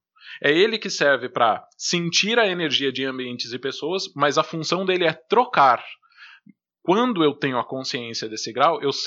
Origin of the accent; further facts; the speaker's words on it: São José dos Campos, São Paulo, Brazil; Vocês que não são de São José estão ouvindo eu falar torto, né? Porque nós somos de São José dos Campos